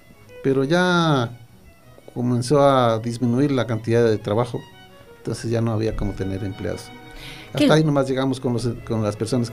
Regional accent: Norte de Santander, Colombia; moved away; No, yo soy del norte de Santander.

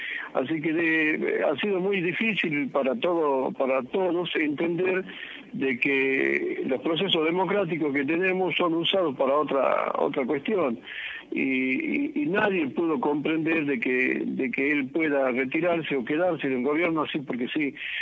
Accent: Jujuy, Argentina; pues yo soy jujeño

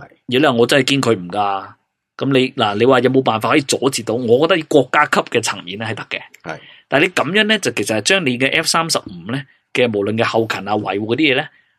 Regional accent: Hong Kong; 我哋香港人就唔使谂噶啦

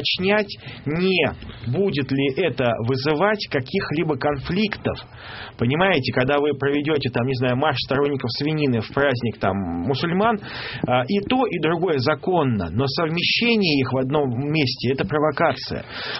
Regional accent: Saint Petersburg, Russia; Все, я из Петербурга, я матом не ругаюсь.

